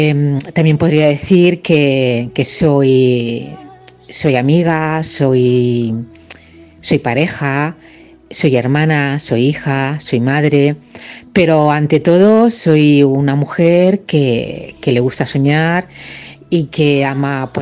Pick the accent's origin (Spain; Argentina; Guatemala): Spain; Region of Murcia; now in Valencia, Spain; tengo 51 años, vivo en Valencia, aunque soy murciana.